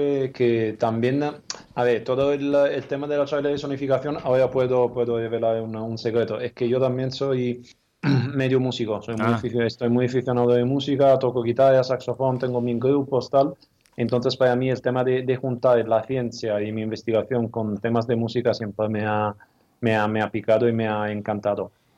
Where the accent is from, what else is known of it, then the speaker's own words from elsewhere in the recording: Italy; lo puedo criticar, más bien yo que soy italiano.